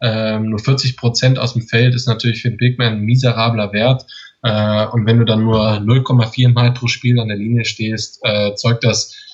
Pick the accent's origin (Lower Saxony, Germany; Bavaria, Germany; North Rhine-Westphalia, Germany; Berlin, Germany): North Rhine-Westphalia, Germany; Düsseldorf; Also ich bin ja aus Düsseldorf